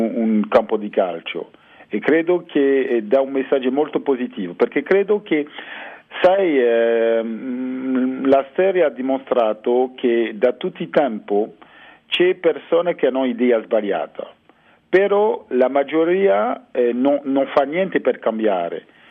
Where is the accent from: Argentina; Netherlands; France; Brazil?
France; io sono francese